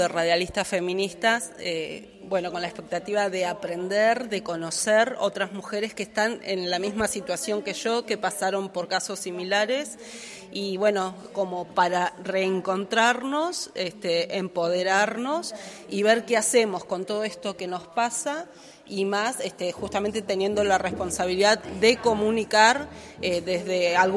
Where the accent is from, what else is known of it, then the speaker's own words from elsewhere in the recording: Comodoro Rivadavia, Chubut, Argentina; soy periodista independiente de Comodoro Rivadavia, Chubut.